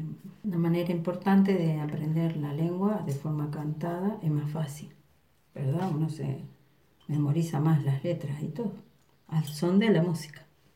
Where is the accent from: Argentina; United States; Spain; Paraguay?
Argentina; Santa Isabel; Le estoy hablando en la lengua Chedungun. Yo soy de Santa Isabel, nací, hice el colegio allá, crecí sabiendo que era de raíz indígena